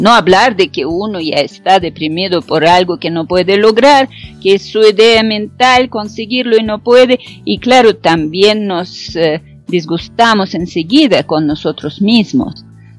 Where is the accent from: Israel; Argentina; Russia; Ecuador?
Russia; aunque soy rusa, quisiera ser italiana porque adoro Italia